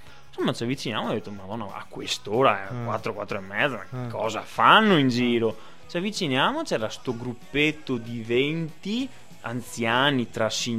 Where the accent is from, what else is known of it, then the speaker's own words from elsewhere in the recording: Venice, Veneto, Italy; Da veneziano posso dire che Venezia è tutta un'altra cosa